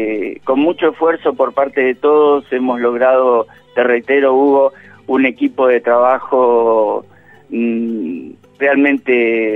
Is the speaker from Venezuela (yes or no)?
no; Santiago del Estero, Argentina; born there; now in Olavarría, Argentina; Yo nací en Santiago del Estero, pero bueno, he andado por muchos lados en el país y ya te digo, o sea, hace 20 y pico de años afianzado, con hijos echando raíces en Olavarría, nietos olavarriense